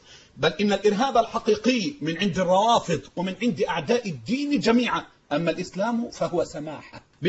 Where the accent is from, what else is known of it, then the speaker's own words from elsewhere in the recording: Egypt; عندنا في مصر